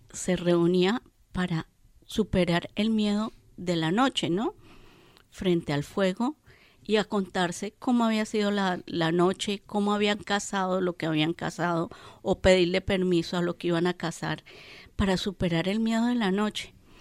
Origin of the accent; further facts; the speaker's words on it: Bogotá, Colombia; moved away as an adult; also born or lived in Bolivia; Yo salí como artesana de Bogotá y llegué a Bolivia